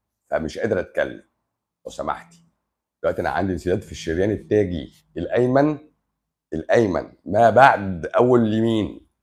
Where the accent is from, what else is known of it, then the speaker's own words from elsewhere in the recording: Upper Egypt, Egypt; مصر جميله، مصر جميله. بص انا من الصعيد